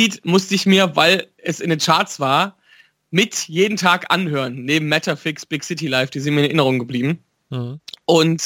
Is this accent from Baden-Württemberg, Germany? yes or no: no; Wipperfürth, North Rhine-Westphalia, Germany; das ist immer eine Stunde Fahrt von Wipperfürth aus, wo ich herkomme.